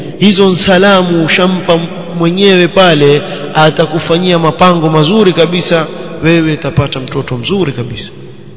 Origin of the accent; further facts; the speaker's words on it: Seiyun, Hadhramaut, Yemen; Mimi natoa mfano wa kule kwetu kwa sababu haya mambo shayao na kule. Na najua yafanyika. Sayun.